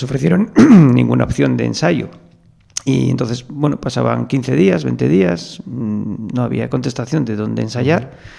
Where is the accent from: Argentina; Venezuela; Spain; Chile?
Spain; Oviedo, Asturias; soy de Oviedo y asturiano